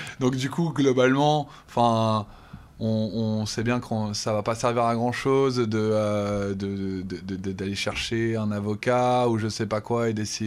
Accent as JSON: {"language": "French", "country": "France", "said": "nous en tant que Français on peut un peu s'en saisir"}